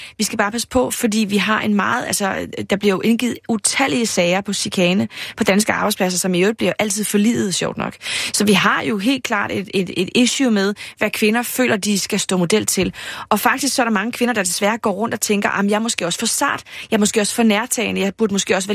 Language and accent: Danish; Padborg, Region of Southern Denmark, Denmark; det er fordi, jeg er også fra Padborg, der gør man det på en lidt særlig måde.